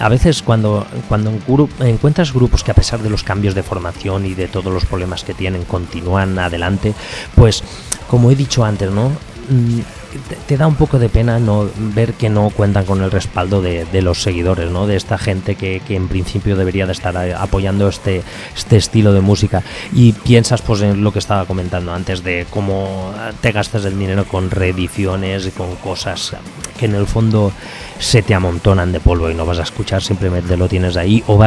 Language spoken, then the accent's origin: Spanish; Valencia, Valencian Community, Spain; Ahora nos vamos a mi tierrita, a mi Valencia